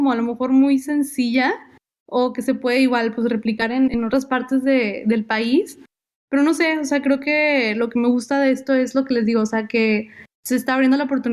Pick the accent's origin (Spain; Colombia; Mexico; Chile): Mexico; Monterrey, Nuevo León; yo soy de Monterrey